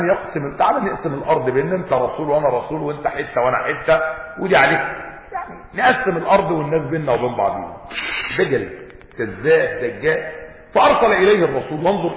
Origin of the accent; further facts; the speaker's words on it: Egypt; يعني احنا مصريين وعارفين يعني البير وغطاء